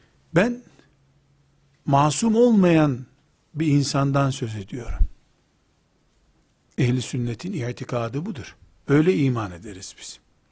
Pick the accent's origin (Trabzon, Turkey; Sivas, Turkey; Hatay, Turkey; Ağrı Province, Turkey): Trabzon, Turkey; sen nerelisin demişti. Ben de Trabzonluyum demiştim.